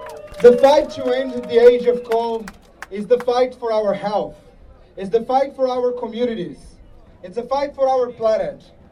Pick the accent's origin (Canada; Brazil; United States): Brazil; English is a second language; But more than anything, I'm coming here from Brazil.